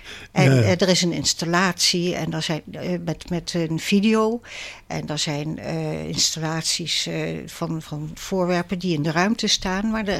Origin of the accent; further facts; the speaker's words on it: Rijswijk, South Holland, Netherlands; En ik ben zelf uit Rijswijk.